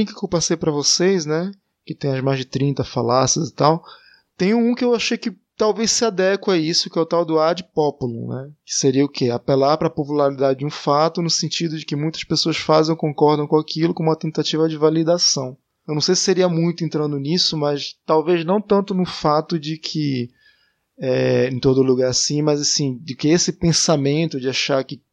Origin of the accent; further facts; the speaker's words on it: Manaus, Amazonas, Brazil; Pra quem não sabe, eu sou lá de Manaus, capital do norte do Amazonas